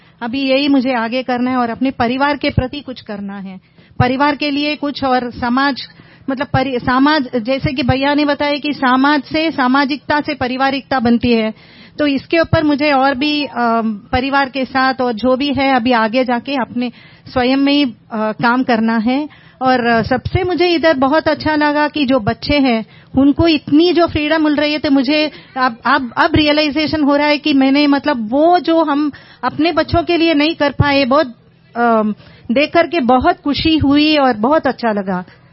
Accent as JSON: {"language": "Hindi", "town": "Mumbai", "region": "Maharashtra", "country": "India", "said": "basically मैं मुंबई से हूँ"}